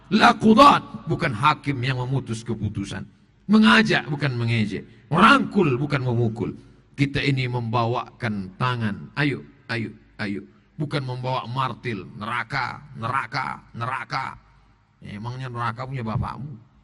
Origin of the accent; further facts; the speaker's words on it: Riau, Indonesia; dari mana? Dari Riau. Orang Jawa apa orang Melayu? Saya orang Melayu.